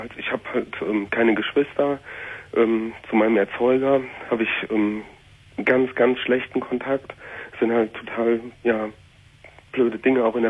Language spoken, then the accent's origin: German; North Rhine-Westphalia, Germany; ich komme halt aus dem Siegerland und da sind so viele frei kirchliche, frei evangelische, fundamentalistische Gemeinden.